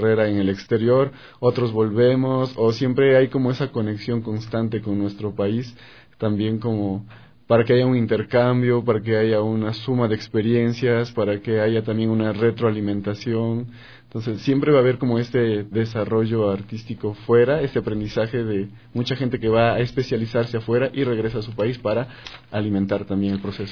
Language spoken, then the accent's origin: Spanish; Ambato, Tungurahua, Ecuador; now in Quito, Ecuador; Empecé en Ambato, en mi colegio, ¿no?, teniendo actividad dancística. Posteriormente vengo a la ciudad de Quito